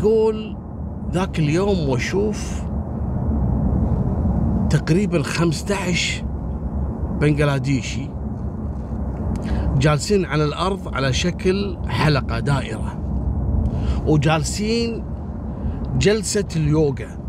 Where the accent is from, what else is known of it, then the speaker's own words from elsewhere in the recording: Kuwait; أنا سبق أني ذكرتها عندنا في الكويت.